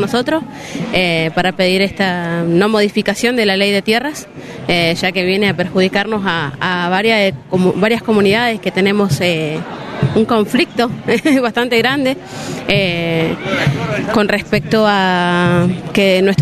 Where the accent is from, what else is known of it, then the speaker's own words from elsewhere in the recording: Catriel, Río Negro, Argentina; Yo soy consejera indígena por la zona Valle. Soy de Catriel. Mi comunidad es la Lof Buenehuen.